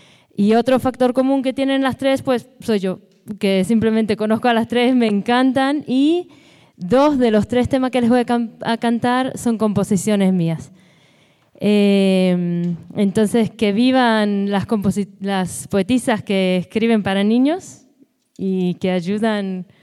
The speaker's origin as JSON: {"language": "Spanish", "country": "Israel", "tie": "born or raised there", "said": "yo también lo soy, nací y crecí en Israel"}